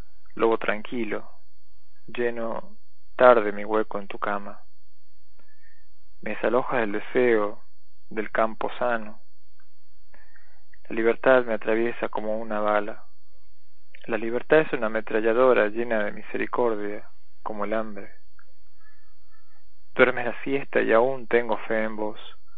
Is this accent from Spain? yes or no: no; Catamarca, Argentina; soy de Catamarca.